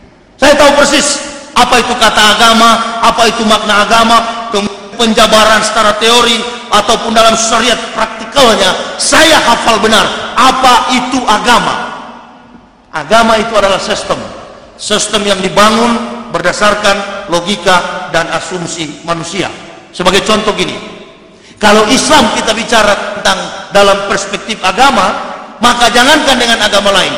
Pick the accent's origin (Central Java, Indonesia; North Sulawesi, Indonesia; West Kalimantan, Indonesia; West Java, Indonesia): North Sulawesi, Indonesia; Manado; born there; Saya dilahirkan di Manado pada tanggal 30 November tahun 1970. Kurang lebih 36 tahun saya beragama Islam.